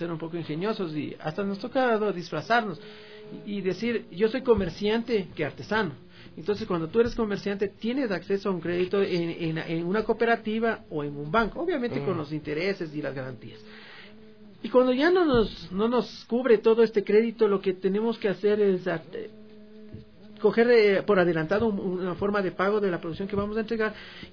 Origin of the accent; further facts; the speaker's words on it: Quito, Pichincha, Ecuador; Soy de una ruralidad de acá de Quito.